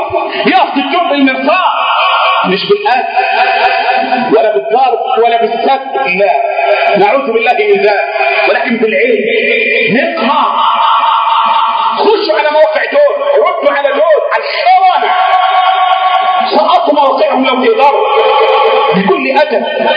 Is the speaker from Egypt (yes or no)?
yes; Egypt; بلدنا مصر